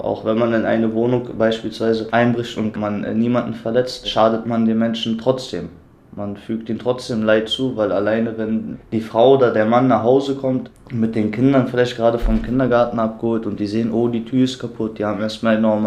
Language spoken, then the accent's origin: German; Germany; born there; Aber ich bin ja in Deutschland geboren, ich kenne nichts anderes.